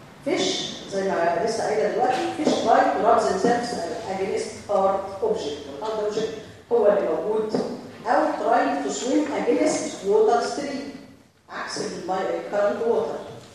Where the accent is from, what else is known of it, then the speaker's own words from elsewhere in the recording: Egypt; لكن هنا عندنا في مصر